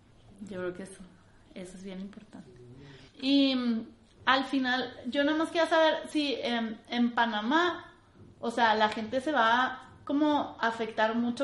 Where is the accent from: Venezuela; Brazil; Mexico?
Mexico; Chihuahua; now in Mexico City, Mexico; Yo soy de Chihuahua, pero me vine para acá porque en Chihuahua no hay nada.